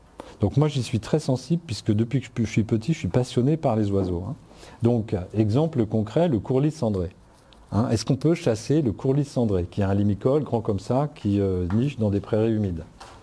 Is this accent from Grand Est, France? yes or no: yes; Grand Est, France; quand je suis rentré à l'âge de 40 ans dans la région où j'ai grandi, hein, dans le Haut-Rhin, en Alsace